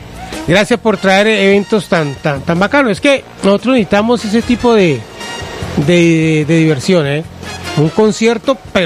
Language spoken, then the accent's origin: Spanish; Cali, Valle del Cauca, Colombia; Como hacemos los que somos de Cali.